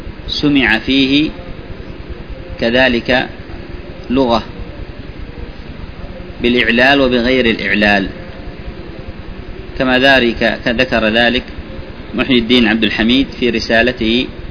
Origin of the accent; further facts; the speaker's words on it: Yemen; عندنا في اليمن في بعض البلاد يقولون هذا مبيوع